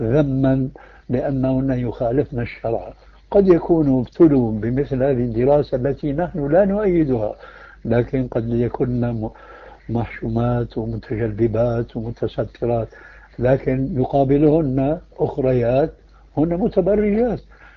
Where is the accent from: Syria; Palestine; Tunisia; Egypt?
Syria; Damascus, Damascus Governorate; الفتيات التي يسمين عندنا في دمشق